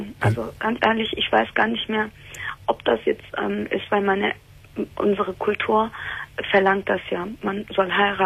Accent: Turkey; Also, mein Problem ist, ich bin Türkin.

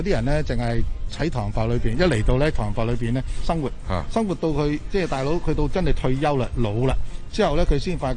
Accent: China; 我哋中國人裏邊

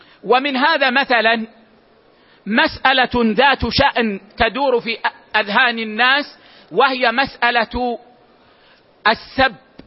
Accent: Medina, Medina Province, Saudi Arabia; يعني مثلا عندنا في المدينة العيش في لهجتنا هو الخبز، هو الخبز

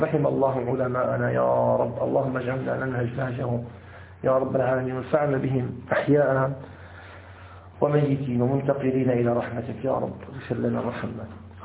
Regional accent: Damascus, Damascus Governorate, Syria; حتى نذكر عندنا في الشام، عندنا في الشام كثير من المساجد سرق السجاد الذي فيها.

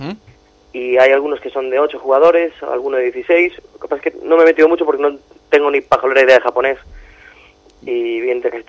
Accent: Galicia, Spain; Ahora sí que soy yo, el gallego.

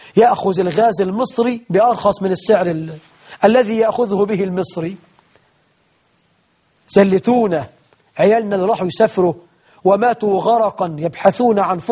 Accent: Egypt; عندنا في مصر 12 مليون عانس في ظل حكمكم المبارك

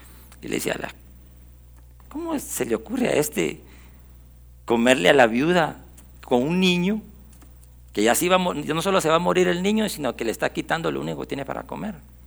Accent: Guatemala; Nosotros ya no somos guatemaltecos, vivimos aquí

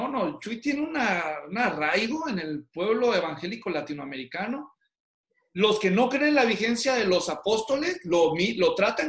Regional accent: Guadalajara, Jalisco, Mexico; yo soy de Guadalajara, así que cuando yo viví en Guadalajara y hice ministerio en Guadalajara

